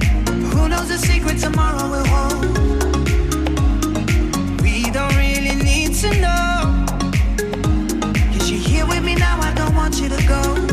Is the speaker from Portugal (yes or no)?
yes; Portugal; Moi-même je suis portugais